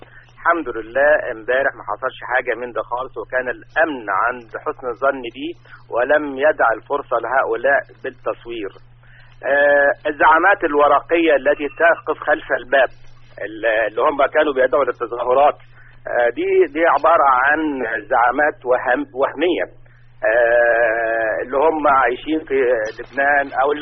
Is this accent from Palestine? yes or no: no; Egypt; وانا مواطن مصري قبل ان اكون يعني طبيب دكتور في الجامعة.